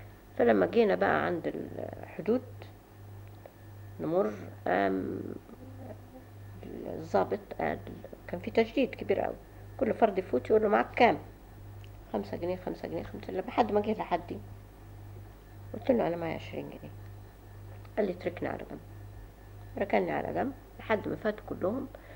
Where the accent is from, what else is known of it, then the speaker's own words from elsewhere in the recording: Egypt; وكنت أنا أول مصرية اختارتني عشان تفتيش اللغة الإنجليزية